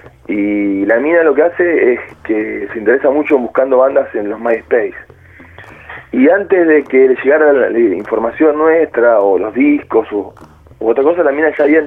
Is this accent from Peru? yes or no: no; Buenos Aires, Argentina; Pero no, somos de Capital